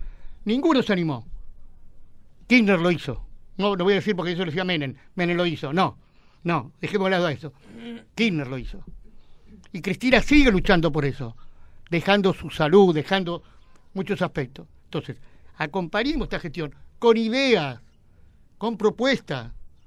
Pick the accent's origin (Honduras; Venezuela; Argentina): Argentina; apoyo, como argentino, porque acá, en definitiva